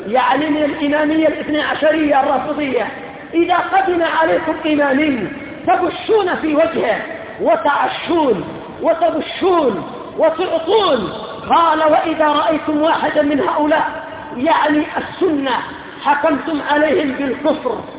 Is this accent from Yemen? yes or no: yes; Yemen; وليس أظهر عندنا في اليمن